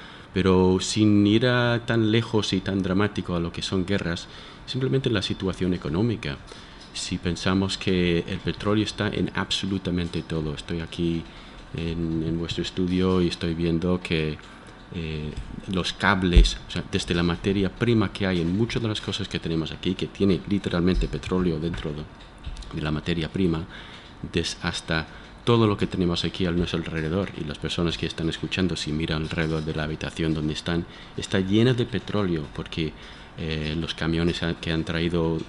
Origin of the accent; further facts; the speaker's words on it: United States; estoy pensando que yo soy de Estados Unidos, entonces estoy pensando en un galón